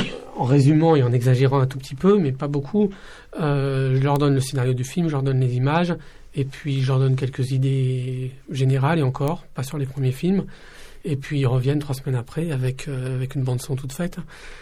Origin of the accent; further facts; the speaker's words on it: Ivry-sur-Seine, Île-de-France, France; also born or lived in Casablanca, Morocco; je suis né à Casablanca, mais j'ai grandi à Ivry, donc je suis vraiment très très content de retourner là-bas.